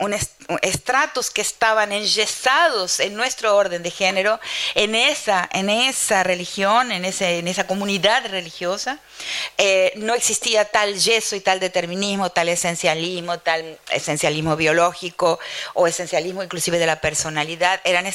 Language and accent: Spanish; Argentina; moved away as an adult; Yo salí de la Argentina hace muchísimo tiempo, en 1975, cuando tenía 23 años, y en ese momento salí como etnomusicóloga